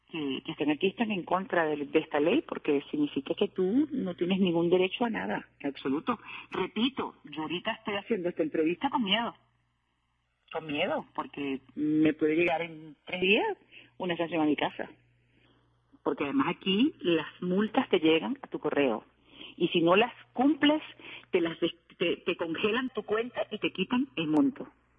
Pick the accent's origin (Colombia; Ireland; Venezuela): Venezuela; now in Spain; todos somos venezolanos